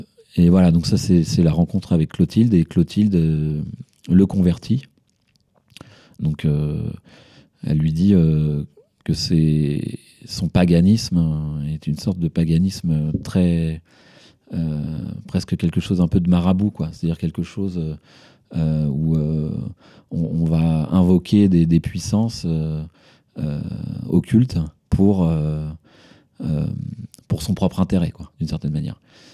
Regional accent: France; parce que je suis français, donc j'ai pris l'histoire de France.

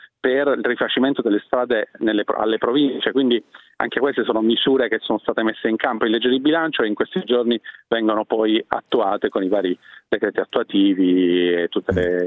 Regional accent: Lombardy, Italy; Io vengo dalla Lombardia e le posso dire che la situazione è disastrosa

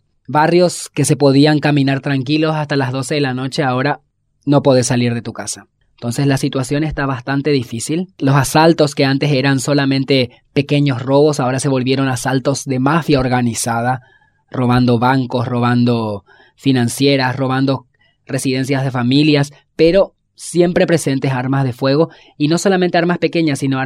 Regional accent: Asunción, Paraguay; soy de Asunción, Paraguay

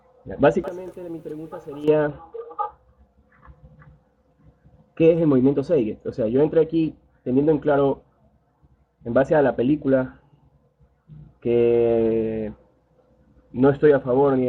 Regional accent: Guayaquil, Guayas, Ecuador; Guayaquil.

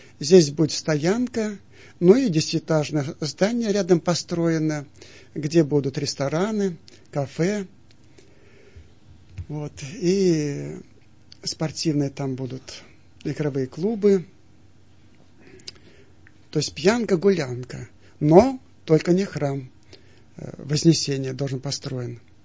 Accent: Siberia, Russia; Я сам из Сибири

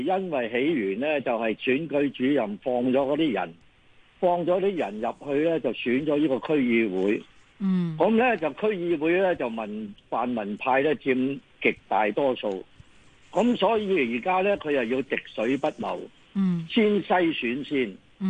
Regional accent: Hong Kong

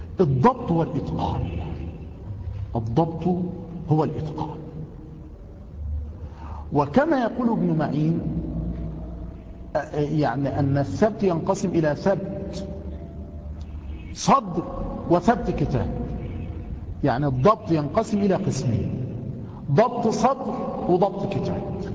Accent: Mansoura, Dakahlia, Egypt; قد يكون عندنا في المنصورة خارم، يعني قد يكون خارما عندنا هنا

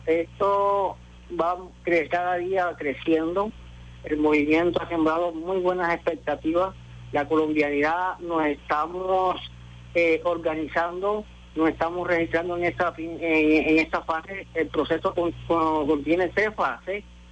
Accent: Venezuela; igual que como cualquier venezolano tenemos

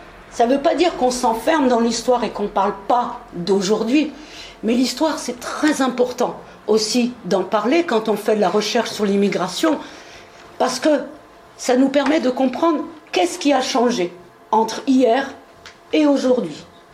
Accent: France; born there; Moi, je suis née en France.

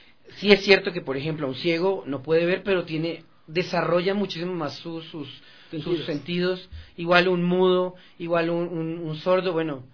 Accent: Colombia; moved away; yo soy de Colombia, pero llevo 11 años viviendo aquí, y en Colombia sí se veían esos casos.

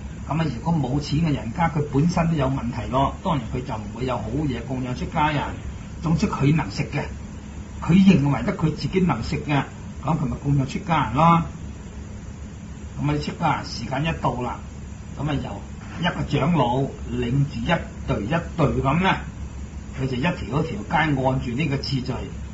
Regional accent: Guangdong, China; 不過我哋廣東人讀呢兩個字咧就係、是、比丘。

